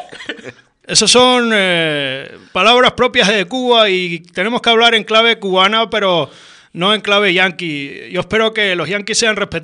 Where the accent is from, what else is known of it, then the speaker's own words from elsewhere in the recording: Canary Islands, Spain; al que yo como canario aspiro que lleguen a conseguir.